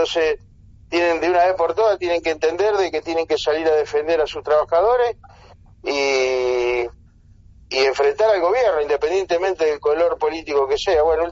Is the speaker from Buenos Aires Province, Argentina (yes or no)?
no; Rosario, Santa Fe, Argentina; yo soy de Rosario.